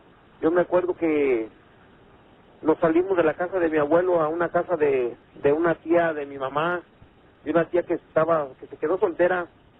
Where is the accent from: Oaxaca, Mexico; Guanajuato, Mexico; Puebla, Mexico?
Guanajuato, Mexico; León; yo soy de ahí, de León, Guanajuato.